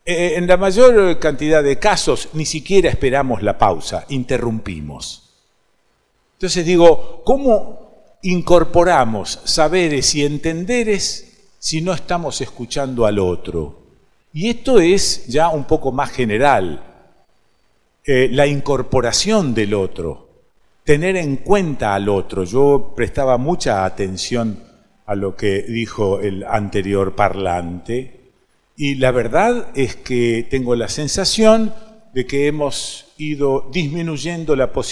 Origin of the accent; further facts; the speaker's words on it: Rosario, Santa Fe, Argentina; Bueno, sí, nací en Rosario, viví en esa ciudad.